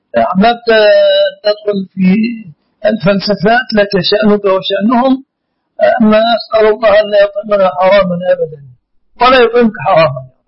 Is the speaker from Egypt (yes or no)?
yes; Egypt; عندنا في مصر